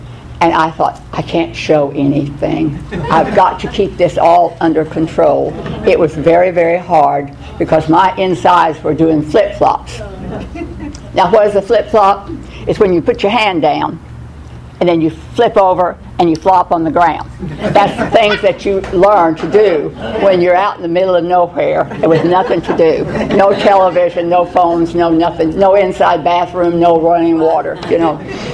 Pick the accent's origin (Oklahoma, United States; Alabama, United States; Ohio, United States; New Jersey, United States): Oklahoma, United States; as most of you know me, and I was born in Oklahoma, out in the middle of nowhere. Wind blew 400 days out of the year